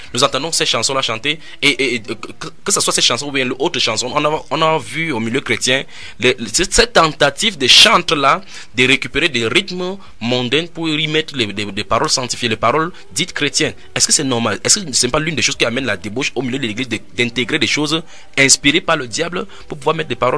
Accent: Douala, Littoral, Cameroon; je suis de Douala au Cameroun.

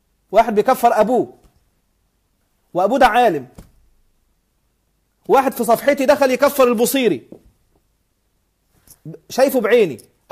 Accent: Upper Egypt, Egypt; أنا قبيلتي، أنا راجل صعيدي، قبيلتي بني سليم، وأبي جدتي من الأشراف من آل جعفر بن أبي طالب.

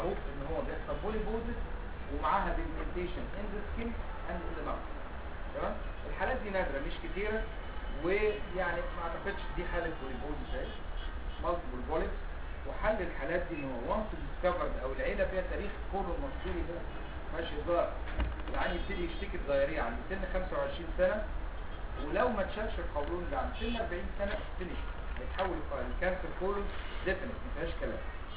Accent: Egypt; النزيف عندنا في مصر هنا البواسير على طول نمره واحد

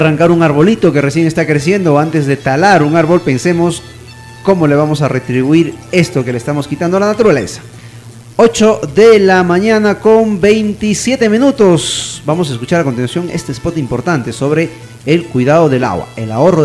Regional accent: Carhuaz, Ancash, Peru; hubo un tiempo que se racionaba el agua en Carhuaz, de donde yo soy.

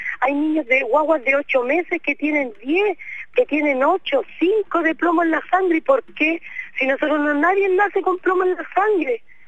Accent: Chile; Nosotros, aparte de ser pobladores, somos chilenos.

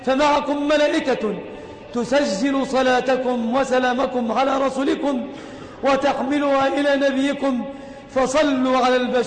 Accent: Egypt; يا ربنا احفظ بلادنا مصر آمنة مطمئنة

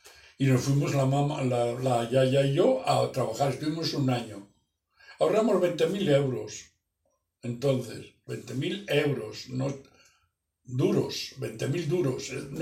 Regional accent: Salamanca, Castile and León, Spain; now in Villafranca, Spain; cuando yo me vine de Salamanca, venimos a Tarragona. Y después ya me metí en Butano y me destinaron aquí a Villafranca. Y eso era, fue en el 67 o el 77

